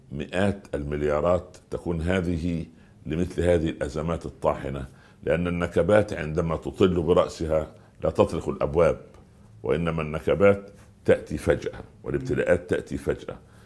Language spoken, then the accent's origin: Arabic; Iraq; أنا من العراق والعراق مني.